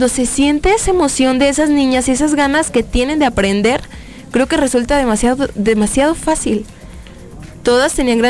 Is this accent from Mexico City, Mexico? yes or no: no; Nayarit, Mexico; moved away as an adult; yo vengo del estado de Nayarit. Realmente pues me vine a estudiar la licenciatura en negocios internacionales en CUSEA. Apenas llegué hace unas 3 semanas para iniciar mi curso